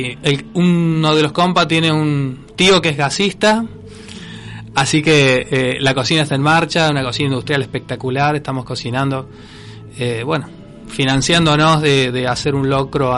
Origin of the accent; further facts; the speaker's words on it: Córdoba, Argentina; born there; now in Villa María, Argentina; Yo soy nacido en Córdoba, por ejemplo, Córdoba Capital, y viví en varias partes y después desemboqué en Villa María.